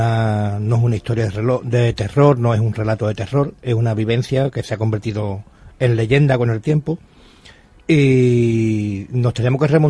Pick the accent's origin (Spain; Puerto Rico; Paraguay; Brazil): Spain; Dos Hermanas, Andalusia; como buen español, de celebrar todo lo que venga